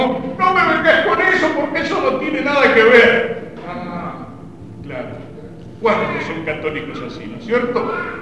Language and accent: Spanish; Argentina; Eso tengámoslo claro como argentinos, eso tengámoslo claro como cristianos y como católicos.